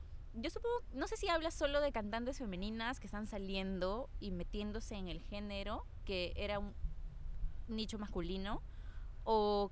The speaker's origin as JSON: {"language": "Spanish", "country": "Peru", "said": "No voy a decir como peruanos"}